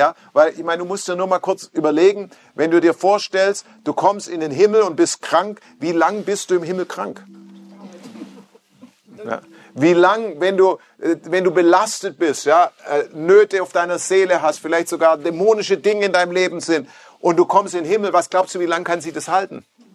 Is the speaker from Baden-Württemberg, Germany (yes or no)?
yes; Stuttgart, Baden-Württemberg, Germany; Ich komme nicht aus Amerika, ich komme aus Stuttgart.